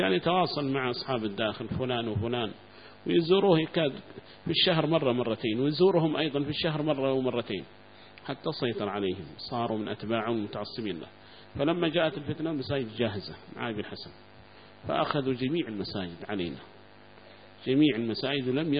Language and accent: Arabic; Mukalla, Hadhramaut, Yemen; وعندنا في المكلا أيضا معنا مسجد واحد كان